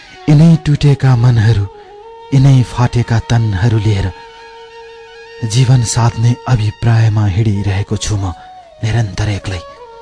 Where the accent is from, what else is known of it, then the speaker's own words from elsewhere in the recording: Solukhumbu, Koshi Province, Nepal; विक्रम सम्बत 2037 सालमा मेरो जन्म सोलु खम्बुमा भएको हो।